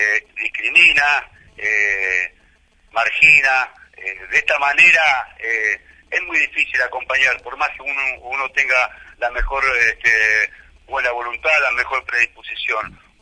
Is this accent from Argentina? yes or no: yes; Argentina; Esta es mi lectura como argentino, como militante, como peronista.